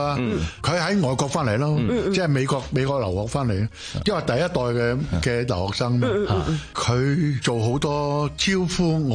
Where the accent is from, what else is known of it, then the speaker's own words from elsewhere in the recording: Guangdong, China; also born or lived in Shanghai; 我哋系广东人。